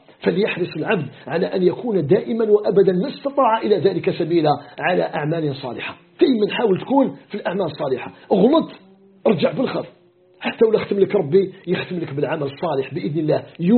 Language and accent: Arabic; Algeria